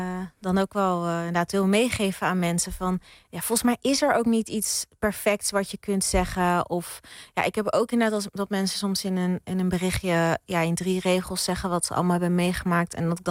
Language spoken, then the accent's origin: Dutch; Rotterdam, South Holland, Netherlands; Ja, ik ben opgegroeid in Rotterdam. Echt een geboren en getogen Rotterdammer. Mijn moeders familie woont in Drenthe.